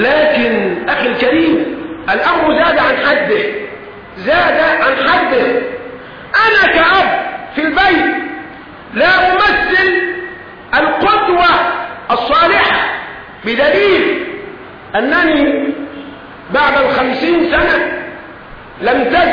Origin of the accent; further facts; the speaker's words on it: Egypt; ما هو بنت الجار بنتي، والمصرية محسوبة علي انا كمصري